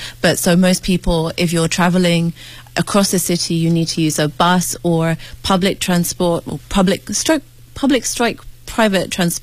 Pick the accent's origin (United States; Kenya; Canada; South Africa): Kenya; Nairobi; Well, I grew up in Nairobi, and obviously if you go out about an hour from Nairobi, you'll find some of the wild animals.